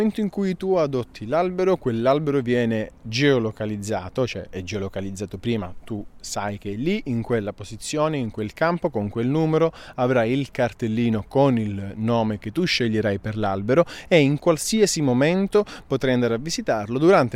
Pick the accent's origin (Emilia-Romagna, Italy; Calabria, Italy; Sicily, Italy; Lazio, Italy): Calabria, Italy; io sono calabrese, nasco in un territorio di agrumi e quindi mi viene molto più semplice